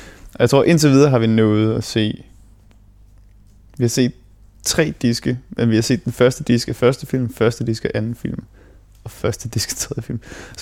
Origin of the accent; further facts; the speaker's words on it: Esbjerg, Region of Southern Denmark, Denmark; born there; also born or lived in Qatar; jeg blev født i Esbjerg i det herrens år 1994. Og så flyttede jeg med min familie, med mine forældre selvfølgelig. Det er ikke noget, man gør selv som 3-årig. Jeg flyttede til Katar, hvor vi boede i halvandet 2 år